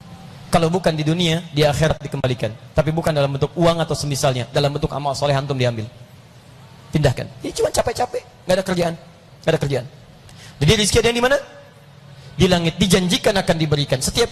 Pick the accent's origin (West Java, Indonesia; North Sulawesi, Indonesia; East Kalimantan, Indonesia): West Java, Indonesia; Bekasi; Ayo, saya orang Bekasi.